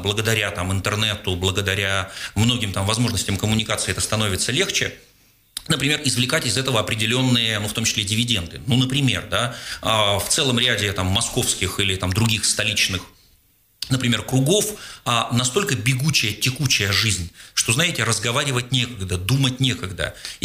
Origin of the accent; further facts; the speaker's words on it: Seversk, Tomsk Oblast, Russia; moved away as an adult; now in Moscow, Russia; я сам когда-то из Томска 7, это город Северском, под Томском, дальше начинал учиться в Томске, ну, вот уже 25 лет в Москве